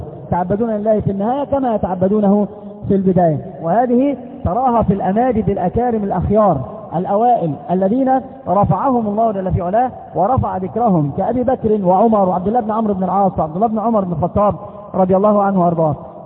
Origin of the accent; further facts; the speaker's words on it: Egypt; كما قالوا عندنا في مصر مثل يقارب هذا المعنى